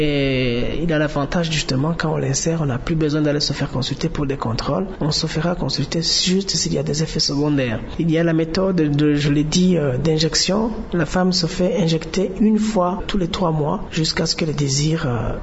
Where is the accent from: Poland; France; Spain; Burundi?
Burundi; Chez nous au Burundi, comme partout ailleurs dans le monde